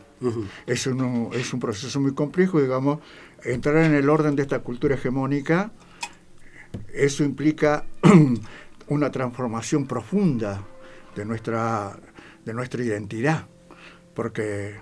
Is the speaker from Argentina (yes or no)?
yes; Salta, Argentina; soy un collo salteño, transculturado.